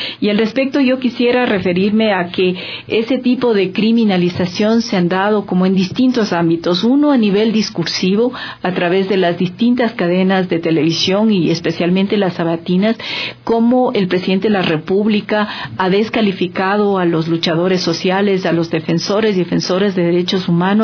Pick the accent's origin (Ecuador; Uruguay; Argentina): Ecuador; Quito, Pichincha; para mí realmente ha sido un privilegio como quiteña, como activista social